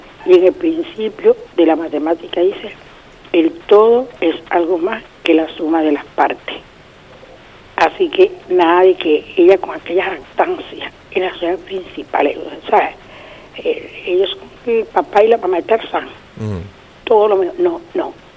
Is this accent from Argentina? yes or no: no; Venezuela; tenemos que hacernos valer y respetar como venezolanos que somos